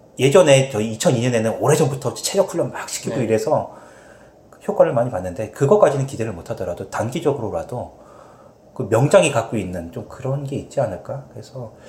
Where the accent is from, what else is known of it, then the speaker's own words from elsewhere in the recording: South Korea; now in Canada; 한국 사람이다 보니까.